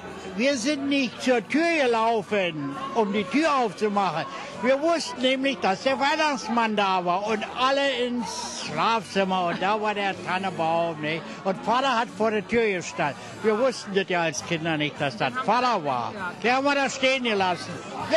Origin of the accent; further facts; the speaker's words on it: Berlin, Germany; born there; Ich bin ja in Berlin geboren, in Neukölln, Rixdorf.